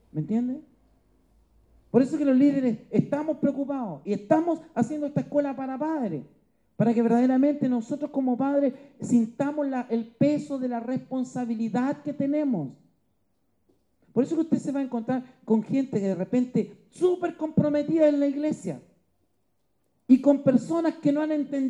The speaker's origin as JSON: {"language": "Spanish", "region": "Antofagasta", "country": "Chile", "tie": "born there", "said": "Me acuerdo que yo nací en Antofagasta"}